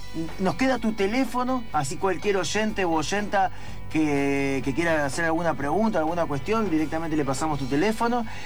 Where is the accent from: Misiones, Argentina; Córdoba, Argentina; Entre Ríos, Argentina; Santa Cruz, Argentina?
Entre Ríos, Argentina; yo soy de Entre Ríos, te vas un fin de semana a Entre Ríos